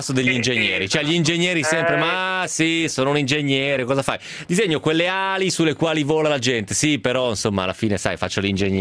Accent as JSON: {"language": "Italian", "town": "Ancona", "region": "Marche", "country": "Italy", "said": "Sono di Ancona"}